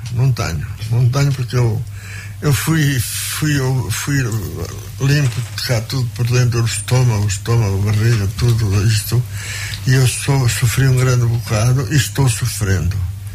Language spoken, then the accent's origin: Portuguese; São João, Portugal; Eu sou do concelho de Oliveira, sou de São João, onde nasci e me criei. E de lá vim, andei noutras andanças